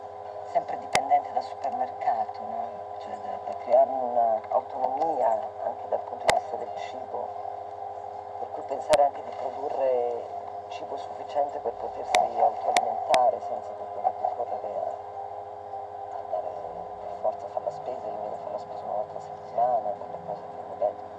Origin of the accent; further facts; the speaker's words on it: Trentino-Alto Adige, Italy; io sono vissuta in Valdissoli, in questo a 1000 metri, dove c'era una natura molto selvaggia